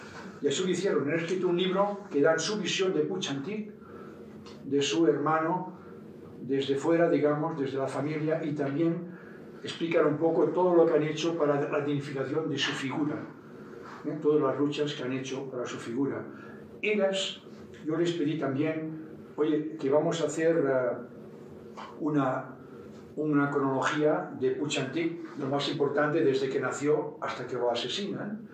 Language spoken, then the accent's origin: Spanish; Catalonia, Spain; Tengo la satisfacción de que hoy en mi país, en Cataluña, muchas de las luchas que se organizan son luchas que se organizan a través del respeto